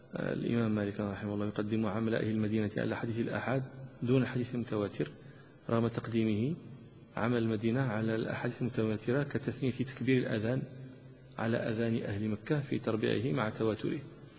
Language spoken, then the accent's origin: Arabic; Morocco; عندنا في المغرب شيء يسمى عمل أهل فاس